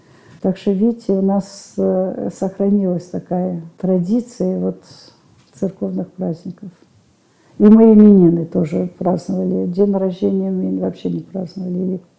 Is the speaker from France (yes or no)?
yes; Cannes, Provence-Alpes-Côte d'Azur, France; Я родилась в Каннах. Это было во время войны, Второй мировой войны. После революции мои родители уехали в Эфиопию.